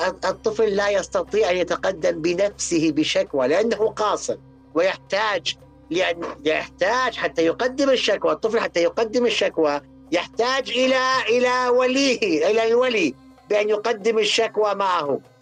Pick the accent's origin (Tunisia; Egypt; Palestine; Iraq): Iraq; ما يسمى عندنا بالعراق الطشة